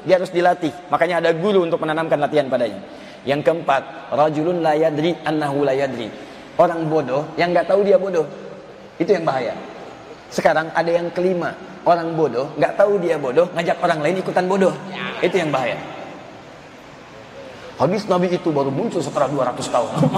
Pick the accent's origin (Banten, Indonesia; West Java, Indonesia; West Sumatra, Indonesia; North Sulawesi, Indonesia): Banten, Indonesia; Serang; Saya dari Serang.